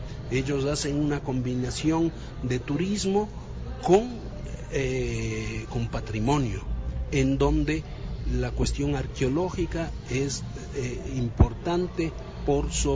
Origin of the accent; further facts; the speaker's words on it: Ecuador; para sentirnos orgullosos como ecuatorianos.